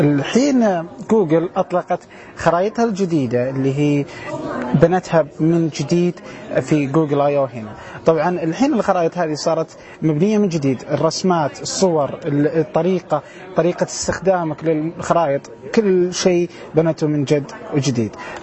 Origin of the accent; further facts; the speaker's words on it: Saudi Arabia; في شغلات كثيره من هذه الأشياء مش موجودة عندنا في السعودية وفي الدول العربية